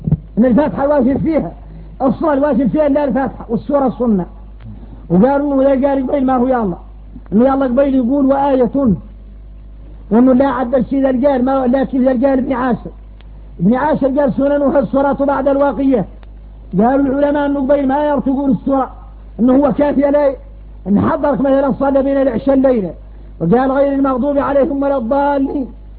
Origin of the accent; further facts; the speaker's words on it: Mauritania; لباس احنا موريتاني اذا خارجنا غريب